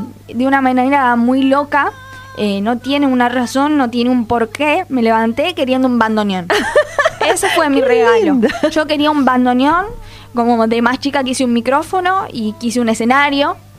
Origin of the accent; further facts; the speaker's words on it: Buenos Aires, Argentina; Entonces son como mi faro, mi guía, para mí que soy porteña.